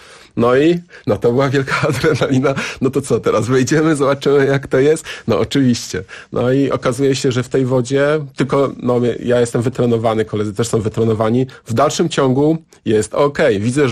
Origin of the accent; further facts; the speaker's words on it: Siemianowice Śląskie, Silesian Voivodeship, Poland; Akurat w Siemianowicach Śląskich, skąd pochodzę, są zakłady mięsne